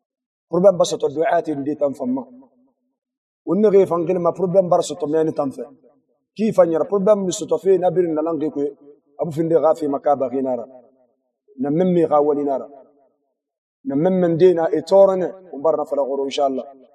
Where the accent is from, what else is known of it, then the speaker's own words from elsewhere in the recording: Mauritania; انا موريتاني